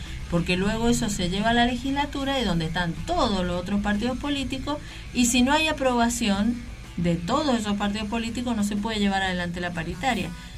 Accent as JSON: {"language": "Spanish", "region": "Mendoza", "country": "Argentina", "said": "el problema que tenemos todos como mendocinos"}